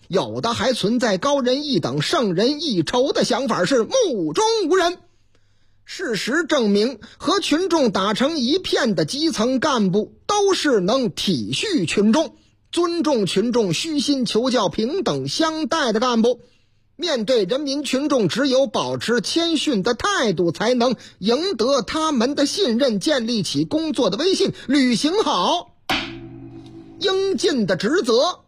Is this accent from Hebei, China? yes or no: no; Yangquan, Shanxi, China; 反正这个司机是我老家的，是这个司机，哎，山西的啊，山西阳泉那个地方